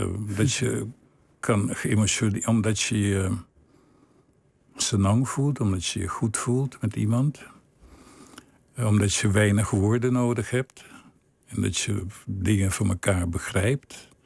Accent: Willemstad, Curaçao; Ik vond het een hele goede jeugd. Ik groeide op in Willemstad. Dat is een fantastisch mooie stad. Oud koloniale stad.

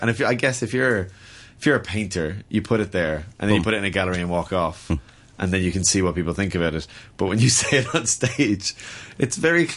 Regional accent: Ireland; the problem is, as an Irish comic, is we're all known as story comics.

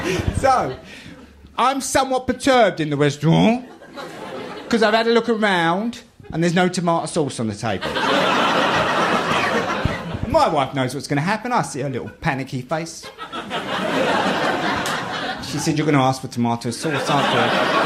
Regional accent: London, United Kingdom; accent: Cockney; I'm a Cockney. I grew up on a council estate in the East End of London.

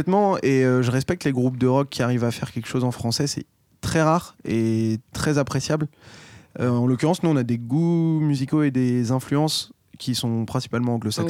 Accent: France; On nous dit qu'on ne parle pas français comme des Américains, mais en même temps, on est français

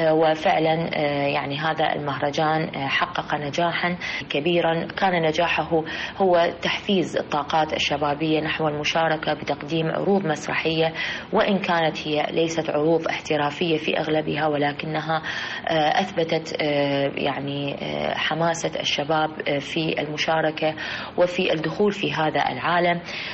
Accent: Iraq; يرتقي بهذا الفن في بلدنا العراق

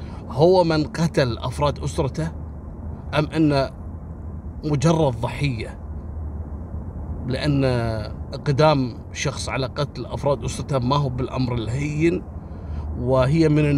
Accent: Kuwait; أما القضية الثالثة اللي حصلت قبل يومين عندنا في الكويت

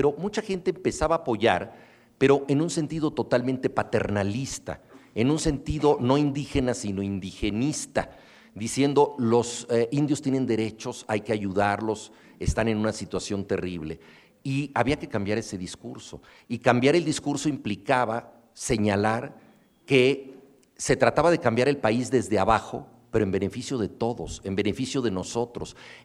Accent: Mexico; como buenos mexicanos, nosotros sabíamos que queríamos darle un rango épico a la impuntualidad

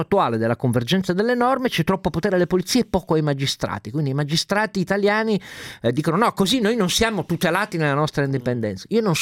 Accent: Piedmont, Italy; San Secondo di Asti, che in quanto piemontese mi...

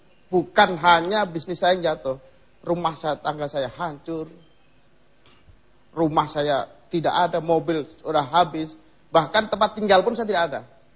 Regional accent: Java, Indonesia; Karena prinsip saya ini perantau. Saya dari Jawa sana.

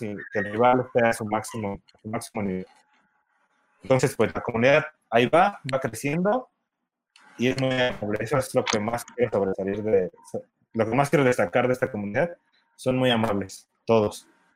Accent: Mexico; Yo soy el enviciador mexicano de Aristella.

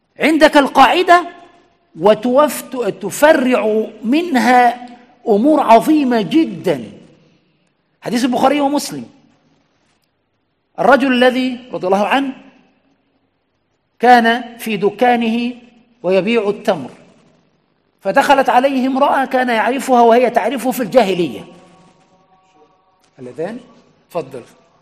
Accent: Egypt; لأن التقعيد عندنا في مصر

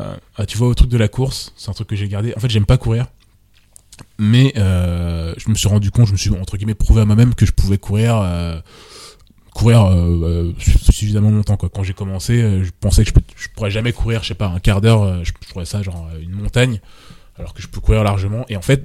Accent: Martinique, France; moi, je suis des Antilles à la base. Et tous les étés, on allait, enfin, pas tous les étés, mais tous les 3 ans, on passait 2 mois en Martinique.

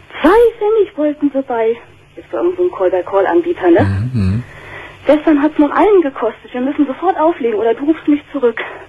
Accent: Northern Germany, Germany; Also ich komme aus Norddeutschland

